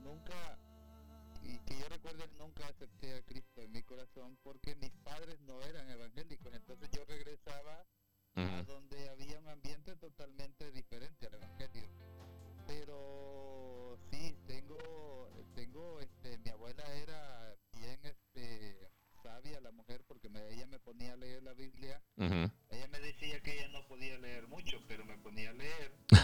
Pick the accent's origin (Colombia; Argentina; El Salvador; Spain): El Salvador; la verdad que sí se siente bonito decir que soy de El Salvador. Y que nací, pues, como un niño común y cualquiera, con bastantes limitaciones